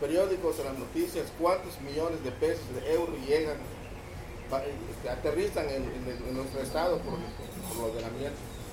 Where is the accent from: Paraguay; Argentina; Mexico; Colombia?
Mexico; vengo del Ejido de Chen.